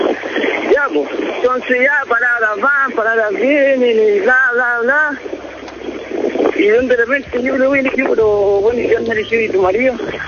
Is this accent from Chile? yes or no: yes; Chile; Así que como buen chileno, no afronté, no vamos.